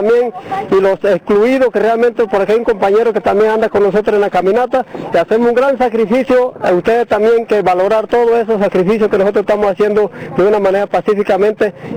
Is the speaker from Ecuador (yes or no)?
no; Soloy, Ngäbe-Buglé, Panama; Sí, yo vengo del corrimiento de Soloy, distrito de Vecigo, área comarcal.